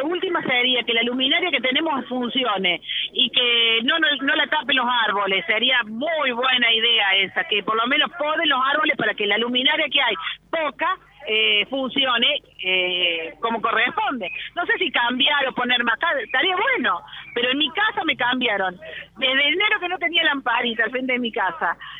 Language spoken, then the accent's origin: Spanish; Villa Allende, Córdoba, Argentina; Nosotros somos de Villa Allende y estamos peleando por Villa Allende